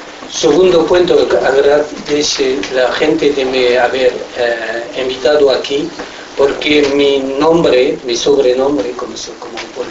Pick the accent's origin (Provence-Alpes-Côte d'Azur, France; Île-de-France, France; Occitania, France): Occitania, France; Toulouse; Spanish is a second language; Nací en Toulouse, 16 años, antes del 68.